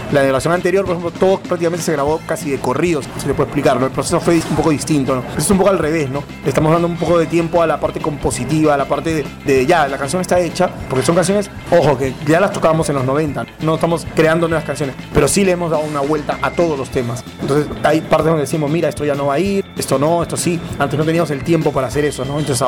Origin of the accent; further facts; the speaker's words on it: Breña, Lima, Peru; born there; nosotros nacimos en Breña primero, empezamos ensayando en Breña